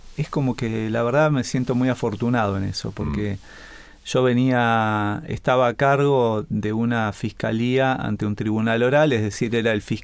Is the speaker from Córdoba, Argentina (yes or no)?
no; Santa Fe, Argentina; born there; Nací en Santa Fe, en la capital de la provincia.